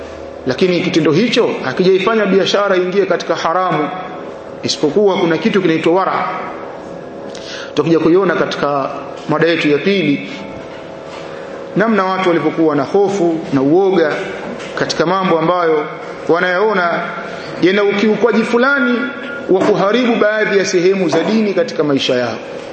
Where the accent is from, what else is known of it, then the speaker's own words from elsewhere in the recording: Tabora, Tanzania; kule kwetu Tabora